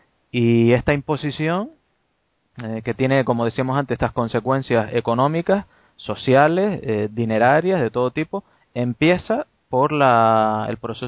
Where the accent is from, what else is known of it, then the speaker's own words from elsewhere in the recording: Canary Islands, Spain; now in Belgium; ahora mismo en Bélgica, cuando digo que soy de Canarias, la gente, en conversaciones y demás, la gente asume tranquilamente que Canarias es otra cosa diferenciada de España.